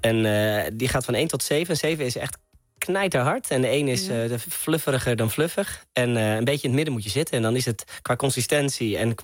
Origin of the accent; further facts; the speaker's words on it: Hilversum, North Holland, Netherlands; now in Amsterdam, Netherlands; omdat ik een stadse jongen ben, ik kom oorspronkelijk uit Hilversum, ik woon nu in Amsterdam